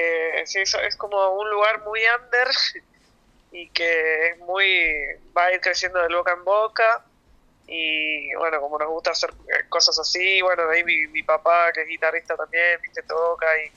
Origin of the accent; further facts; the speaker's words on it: Berisso, Buenos Aires Province, Argentina; yo soy de Berisso